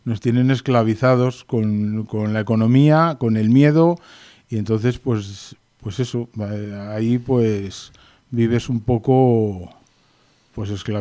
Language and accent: Spanish; Las Navas del Marqués, Castile and León, Spain; now in Sierra Norte de Madrid, Spain; y que es de las Navas del Marqués Ávila, con mucho orgullo, porque bueno, pues me encanta mi tierra, me encanta mi gente. Por circunstancias llevo aquí 5 años ya, 6 años en la Sierra Norte de Madrid.